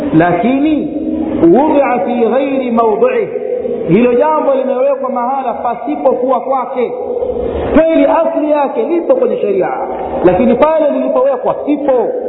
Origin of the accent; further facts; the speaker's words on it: Tanga, Tanga Region, Tanzania; mpaka kule kwetu, yani kwetu Tanga, kwenye chuo cha Tamtam Shamsia